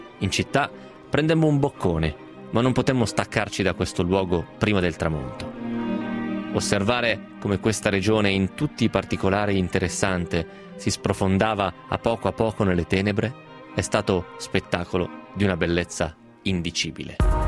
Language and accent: Italian; Vicenza, Veneto, Italy; Immediatamente alzai la testa, dato che riconobbi il dialetto che si parla dalle mie parti, cioè Vicenza